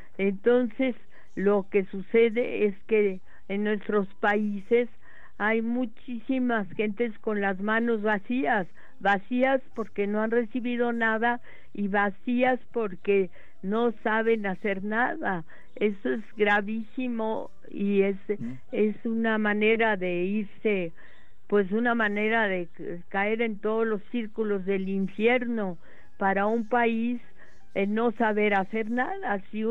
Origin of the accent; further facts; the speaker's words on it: Mexico; sí creo que los gobiernos que promueven los oficios aquí en mi país, pues serían los que más beneficio le harían a México